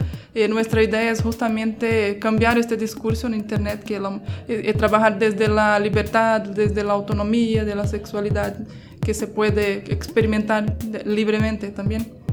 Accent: Brazil; soy de Brasil.

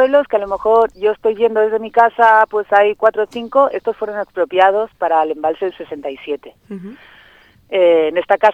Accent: Catalonia, Spain; now in Huesca, Spain; Somos catalanas las que estamos ahora y pues bueno, en Cataluña se nos agotó un poco la búsqueda

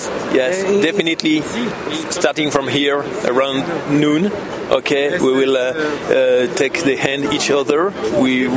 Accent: Paris, Île-de-France, France; I'm a Parisian from Paris.

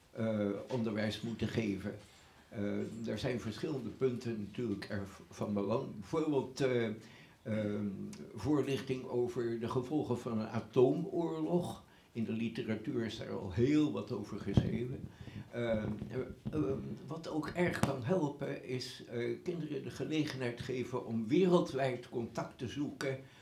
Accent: Beverwijk, North Holland, Netherlands; Ik kom zelf uit Beverwijk, Heemskerk bijna. En ik zit in de Esperanto-beweging.

